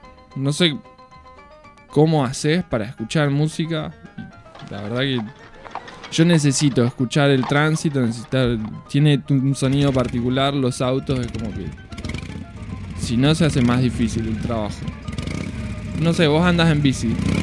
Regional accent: Mar del Plata, Buenos Aires Province, Argentina; now in La Plata, Argentina; Y acá en La Plata, soy de Mar del, me pasó que en Mar del hay otro respeto con el tránsito.

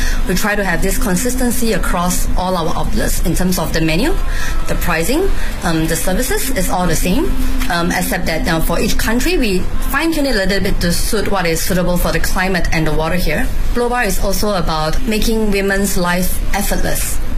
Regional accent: Singapore; now in Beijing, China; I'm from Singapore. I'm a mother of two. I have two young boys, age 4 and 7. So I'm half based in Singapore and half in Beijing.

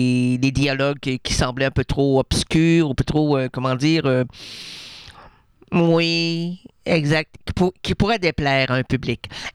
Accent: Quebec City, Quebec, Canada; born there; Je suis né à Québec.

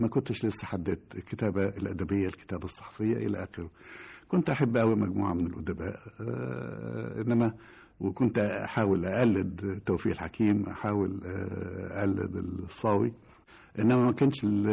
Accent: Cairo, Cairo Governorate, Egypt; لأن أنا تربيت في القاهرة لم أكن على صلة بالريف على وجه الإطلاق.

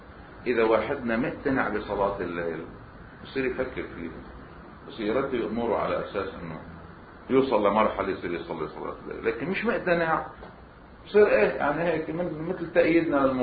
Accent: Lebanon; على الطريقة السائدة عندنا بلبنان التسويات

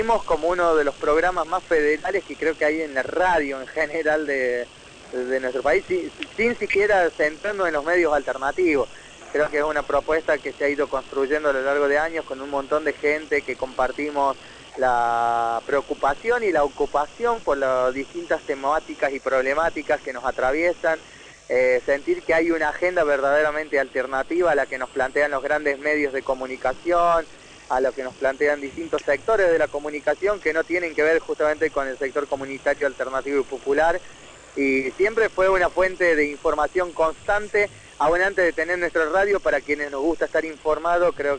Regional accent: Catamarca, Argentina; Yo, de hecho, me crié en Catamarca creyendo que acá no habían habido desaparecidos

